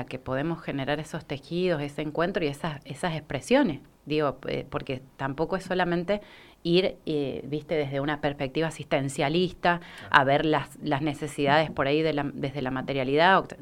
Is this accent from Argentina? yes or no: yes; El Challao, Mendoza, Argentina; las personas que somos del Chayá creo que tenemos que generar encuentro